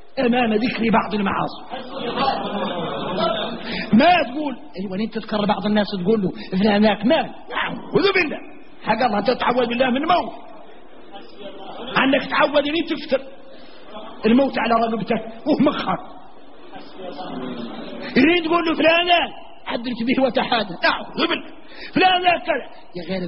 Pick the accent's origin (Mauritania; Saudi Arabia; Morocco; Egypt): Mauritania; إني موريتاني ما نصلح نقول موريتاني